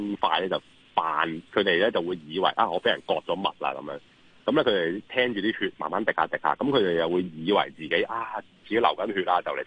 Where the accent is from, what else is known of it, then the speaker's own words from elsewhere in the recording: Hong Kong; 日本人咧就落叶啦，我香港人咧就有啲清洁工勤力嘅，咁就会即刻扫晒佢。